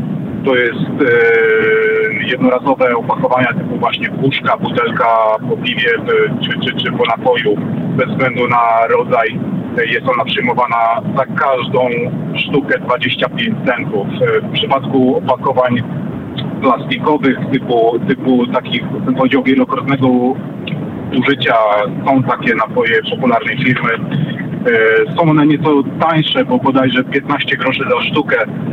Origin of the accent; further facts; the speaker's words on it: Radom, Masovian Voivodeship, Poland; Wprawdzie pochodzę z Radomia, ale jestem kierowcą auta ciężarowego międzynarodowym.